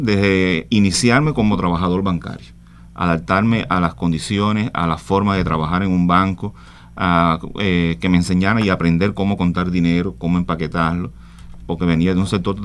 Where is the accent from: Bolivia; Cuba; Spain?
Cuba; Jagüeyal, Ciego de Ávila; en Jagüeyal me crié desde niño, hice mi primaria, mi secundaria, mis primeros años de trabajo en Venezuela, viajaba para Jagüeyal.